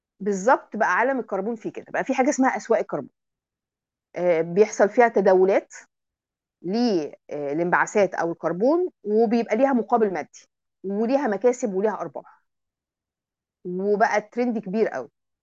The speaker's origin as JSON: {"language": "Arabic", "country": "Egypt", "said": "ويمكن عندنا في مصر من أشهر الناس اللي شغالين في السوق الطوعي ده"}